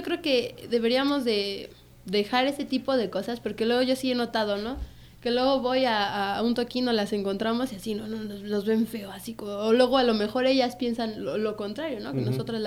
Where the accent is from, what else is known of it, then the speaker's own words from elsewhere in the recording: Amecameca, State of Mexico, Mexico; y pues yo soy de aquí, de Amecameca.